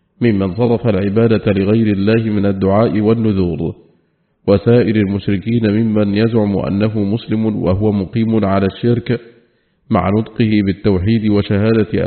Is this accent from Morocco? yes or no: no; Saudi Arabia; التي من الله بها على بلادنا المملكة العربية السعودية